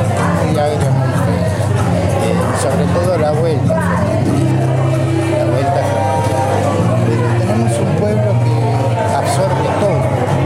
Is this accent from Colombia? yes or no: no; Argentina; Eso es parte de mi corazón como argentino. Ese es el argentino.